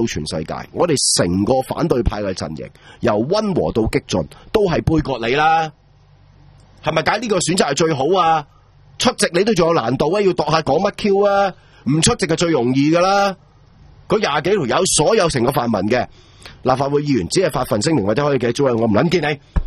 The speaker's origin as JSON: {"language": "Cantonese", "country": "Hong Kong"}